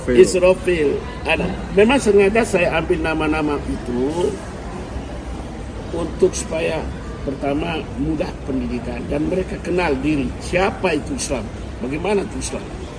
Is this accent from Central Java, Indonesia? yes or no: no; East Nusa Tenggara, Indonesia; now in Malaysia; saya ini orang Flores, saya tahu ini